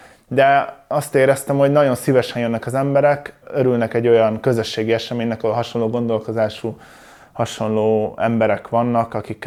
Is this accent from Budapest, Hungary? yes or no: no; Szomor, Komárom-Esztergom, Hungary; Szomoron nőttem fel, ez egy kis falu.